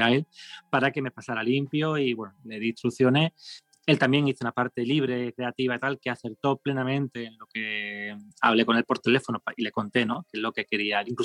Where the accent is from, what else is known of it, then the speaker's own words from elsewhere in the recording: Seville, Andalusia, Spain; no lo digo con exageración, como sevillano, no, no.